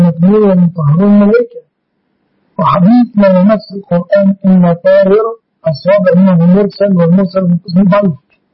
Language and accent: Arabic; Egypt